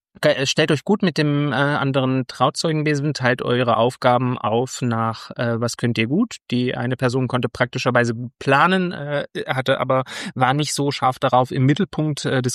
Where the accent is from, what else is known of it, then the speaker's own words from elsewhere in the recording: East Germany, Germany; ich komme ja aus dem Osten und ich bin gegen Verschwendung, weil wir hatten ja früher nichts